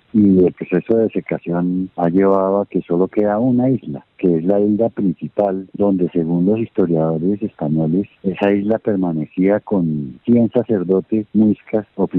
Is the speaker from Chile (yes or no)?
no; Bogotá, Colombia; cuando me vine yo a vivir a Boyacá, porque yo soy bogotano, vivo en Quinjacá, en una vereda, hace 36 años